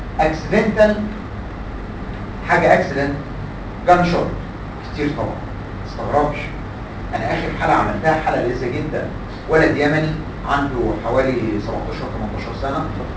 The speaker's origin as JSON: {"language": "Arabic", "country": "Egypt", "said": "عندنا في مصر الحقيقه مش الوير بتاع المركب"}